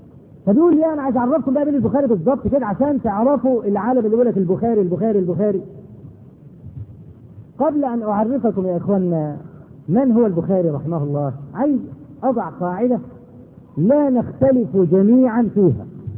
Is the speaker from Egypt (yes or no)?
yes; Egypt; ودرج عندنا في مصر هنا لما واحد يغلط في حاجه